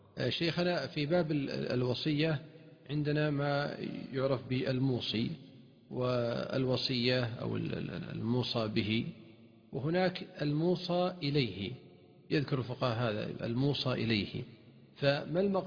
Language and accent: Arabic; Saudi Arabia; عندنا في المملكة العربية السعودية